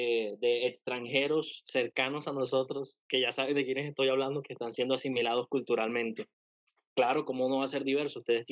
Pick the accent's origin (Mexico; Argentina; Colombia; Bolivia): Colombia; Caribbean coast; Yo soy parte de la Costa Caribe. Entonces, sí, o sea, cada una tiene sus propios platos.